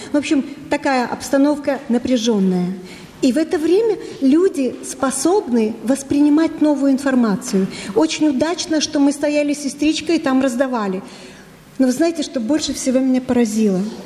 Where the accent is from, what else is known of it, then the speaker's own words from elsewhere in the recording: Odesa, Odesa Oblast, Ukraine; Ну, я с Украины, я из Одессы, как вы поняли.